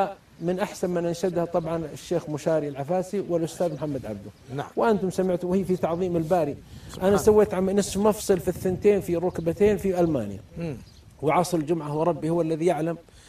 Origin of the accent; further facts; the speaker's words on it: Riyadh, Riyadh Province, Saudi Arabia; وأنا من الرياض